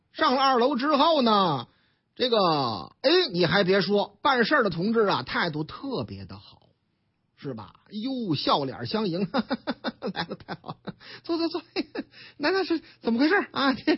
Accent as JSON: {"language": "Chinese", "town": "Tangshan", "region": "Hebei", "country": "China", "tie": "born or raised there", "said": "唐山啊，我老家，你看了没有？这回正差我老家，河北唐山"}